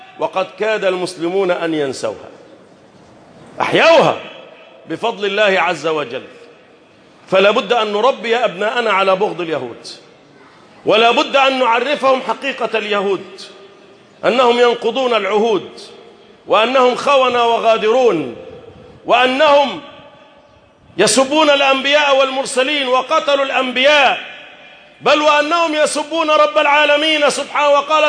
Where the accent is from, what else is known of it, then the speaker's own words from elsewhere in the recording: Egypt; اللهم احفظ بلدنا مصر